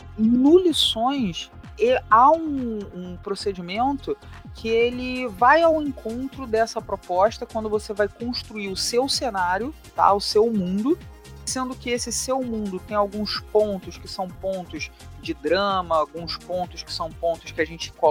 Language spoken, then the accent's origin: Portuguese; Rio de Janeiro, Brazil; accent: carioca; eu leciono na rede estadual aqui no Rio de Janeiro. Meu sotaque não permite negar esse chiado, essa coisa